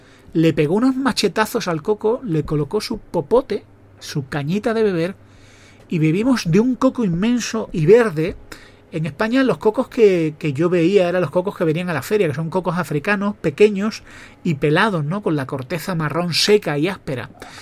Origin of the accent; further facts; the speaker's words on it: Mexico; moved away; Sueño con volver a México, ¿no? Nosotros nos fuimos de México cuando empezó un problema de inseguridad. Y tuvimos que ir por un tema de seguridad.